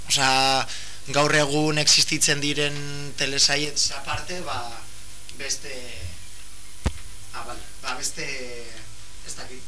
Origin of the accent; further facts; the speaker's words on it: Bilbao, Basque Country, Spain; also born or lived in Cruces; bani jaio, bueno, kruzesen jaio nintzen, baina izatez Bilbokoa naiz. Osa, ike, Bilbon.